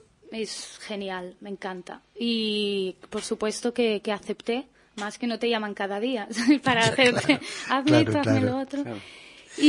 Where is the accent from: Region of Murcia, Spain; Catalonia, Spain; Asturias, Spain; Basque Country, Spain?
Catalonia, Spain; El Masnou; del Masnou, que es mi pueblo natal, y soy masnouina